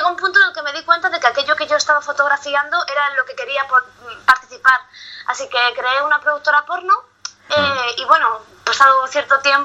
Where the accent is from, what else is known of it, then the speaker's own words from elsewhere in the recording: Madrid, Community of Madrid, Spain; now in California, United States; soy madrileña, no sé de Barcelona.